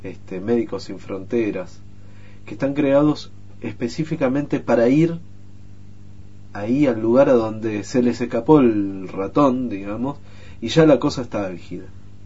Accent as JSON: {"language": "Spanish", "town": "José C. Paz", "region": "Buenos Aires Province", "country": "Argentina", "tie": "born or raised there", "said": "un lugar en donde yo viví toda mi infancia, en José C. Paz, en uno de los lugares más pobres del conurbano bonaerense, está en el oeste"}